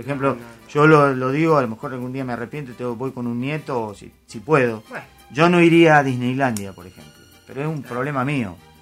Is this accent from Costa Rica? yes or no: no; Argentina; No voy a menospreciar nuestro país porque yo soy argentino y voy a veranear a Argentina y voy a Mar del Plata.